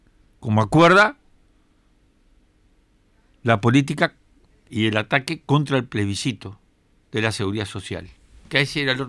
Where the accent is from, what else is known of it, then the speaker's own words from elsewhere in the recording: Uruguay; sentimos vergüenza por la intervención, vergüenza como uruguayos por la intervención de un presidente que no nos representa en nada